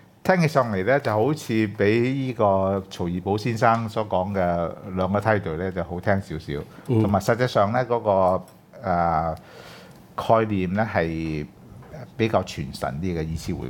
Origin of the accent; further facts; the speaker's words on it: Hong Kong; 如果用我哋香港人嘅語言咧就話越嚟越左